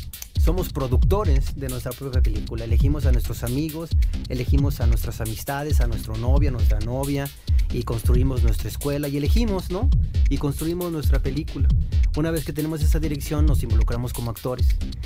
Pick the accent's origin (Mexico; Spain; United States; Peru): Mexico; nosotros como mexicanos somos extraordinariamente dramáticos, ¿no?